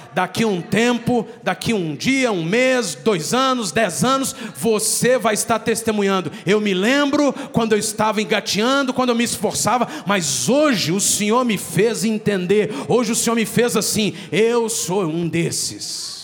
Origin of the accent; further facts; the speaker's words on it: Belo Horizonte, Minas Gerais, Brazil; Nós somos de Belo Horizonte.